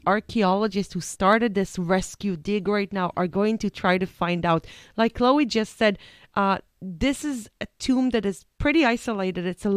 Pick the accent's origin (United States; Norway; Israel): Israel; I said I'm from Israel, and Israel has a very, very, very ancient history.